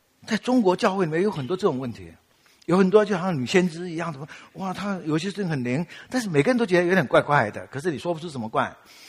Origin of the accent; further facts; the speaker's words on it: Taiwan; accent: Taiwanese Mandarin; 因为我们台湾人哈，你知道我们有些台湾人哈，台湾国语。